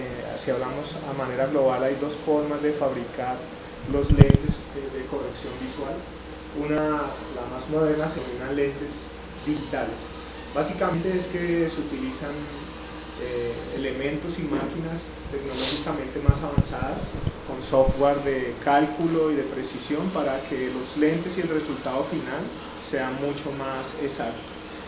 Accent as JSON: {"language": "Spanish", "country": "Colombia", "moved": "as an adult", "lives_now": "Dominican Republic", "said": "yo soy colombiano, residente en República Dominicana hace aproximadamente 3 años."}